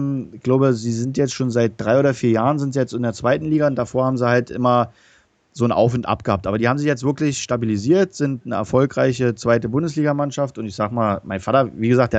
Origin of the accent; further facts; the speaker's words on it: Berlin, Germany; weil wir haben in Berlin gewohnt, weißt du, ich bin ja ein Berliner, verstehst du, ich bin Berliner.